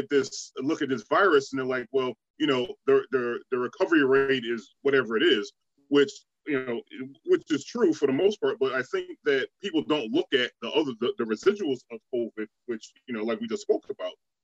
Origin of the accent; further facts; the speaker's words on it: Rhode Island, United States; I know I'm from Rhode Island.